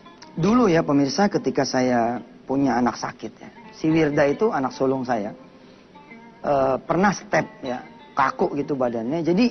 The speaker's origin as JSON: {"language": "Indonesian", "region": "Jakarta", "country": "Indonesia", "accent": "Betawi", "said": "nih bahasa Indonesia lah, bahasa saya Betawi gitu ya"}